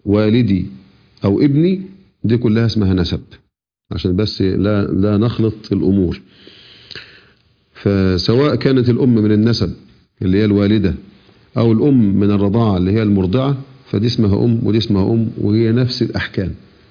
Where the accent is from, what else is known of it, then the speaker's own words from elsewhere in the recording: Egypt; احنا عندنا في مصر نقول نسيبي على الناس اللي أنا تزوجت مثلا ابنتهم